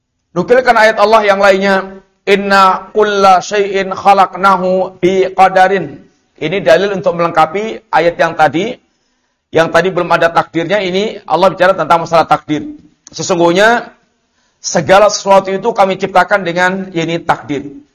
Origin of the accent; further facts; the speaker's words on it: Java, Indonesia; Yang mungkin kita orang Jawa bilang itu ketok enak